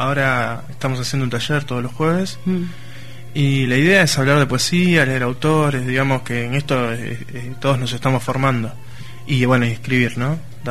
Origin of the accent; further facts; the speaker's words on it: San Justo, Buenos Aires Province, Argentina; De San Justo.